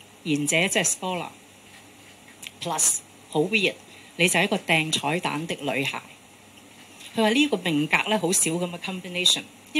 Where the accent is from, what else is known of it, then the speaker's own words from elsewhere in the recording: Hong Kong; 我作為一個香港人，我的尊嚴不是講有沒有用